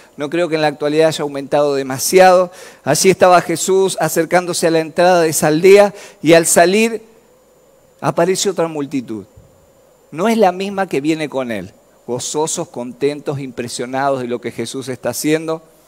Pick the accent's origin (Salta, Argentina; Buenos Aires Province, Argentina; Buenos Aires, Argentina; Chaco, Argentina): Chaco, Argentina; Basail; cuando pensaba en este pueblo que no era tan conocido, me acordaba de mi país. Yo nací en el Chaco.